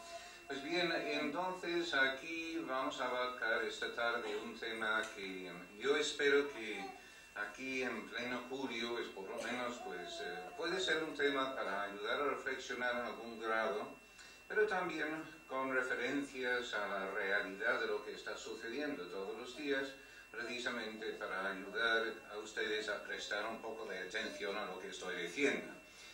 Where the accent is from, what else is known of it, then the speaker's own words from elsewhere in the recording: United Kingdom; Spanish is a second language; now in Spain; Tengo este acento raro porque pues soy británico, pues de hecho desde hace un mes no soy británico, pero vamos, hasta hace un mes era británico, ahora ya soy español.